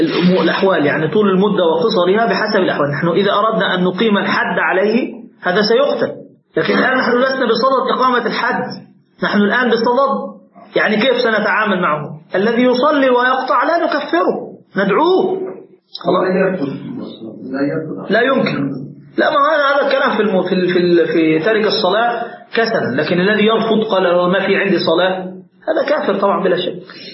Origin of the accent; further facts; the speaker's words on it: Egypt; كان عندنا في مصر مثلا عندك أقوات مختلفة